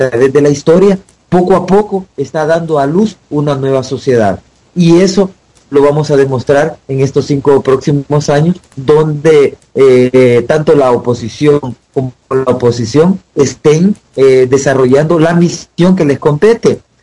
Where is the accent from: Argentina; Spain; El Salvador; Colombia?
El Salvador; uno, siendo salvadoreño, teniendo una gran visión de América Latina